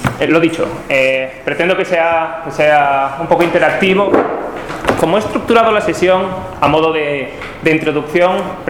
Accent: Galicia, Spain; moved away as an adult; now in Florence, Italy; soy gallego, pero trabajo en Florencia, en Italia.

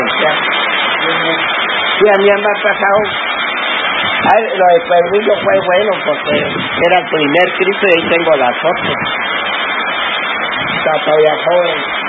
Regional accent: La Guajira, Colombia; Yo vengo de La Guajira

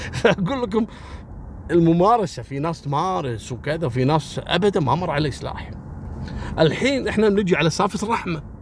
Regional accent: Kuwait; أذكر قصة عسكري في مجرم صارت عندنا في الكويت

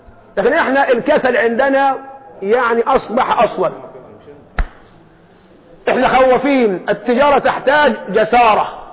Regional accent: Egypt; لكن احنا كمصريين قلوبنا ضعيفه

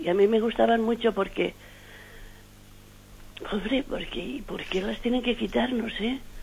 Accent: Castellón, Valencian Community, Spain; Buenos días, pues … Adelante. Soy de Castellón.

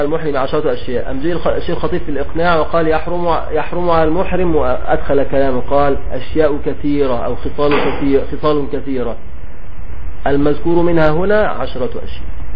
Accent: Egypt; بنسميه عندنا في مصر الجلابية.

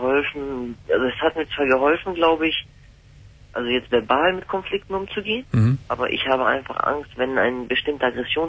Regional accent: Hamburg, Germany; born or raised there

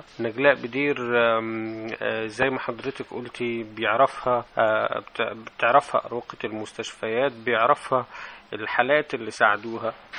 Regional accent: Shabrawin, Sharqia Governorate, Egypt; أنا تربيت في الريف في قرية اسمها الشبراوين في مركز هيهيا في محافظة الشرقية.

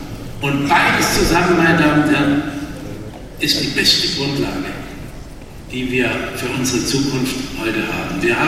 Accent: Baden-Württemberg, Germany; heißt es bei uns im Schwarzwald, aber nicht nur im Schwarzwald.

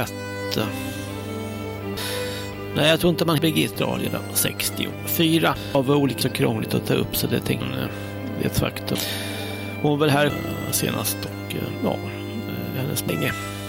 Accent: Stockholm, Stockholm County, Sweden; born there; Imorgon är det 60 år sedan jag föddes på SÖS i Stockholm och så.

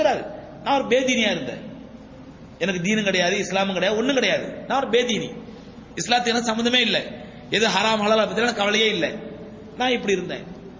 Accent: Tamil Nadu, India; நான் இந்தியா. இந்தியால எங்க? நான் சொன்னேன் சவுத் இந்தியா. சவுத் இந்தியால எங்க? தமிழ்நாடு.

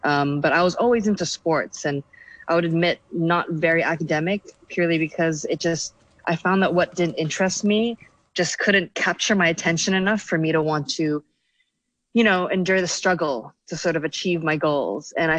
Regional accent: Hong Kong; growing up in Hong Kong, you come from a society where a lot of people value your status, how much money you make, what you're wearing and all these things.

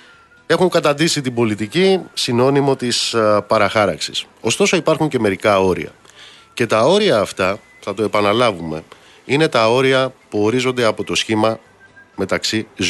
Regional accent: Amaliada, Western Greece, Greece; Είναι σαν το νοσοκομείο στην Αμαλιάδα, στην πατρίδα μου

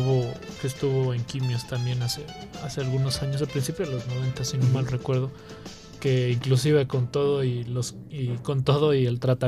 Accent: Monterrey, Nuevo León, Mexico; sobre todo siendo acá paisa de un servidor regiomontano

